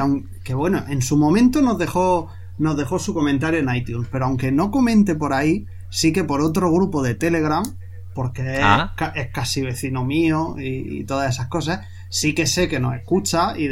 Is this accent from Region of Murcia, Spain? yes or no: yes; Murcia, Region of Murcia, Spain; also born or lived in Seville; porque yo luego me vine de Sevilla aquí a Murcia, yo soy de Murcia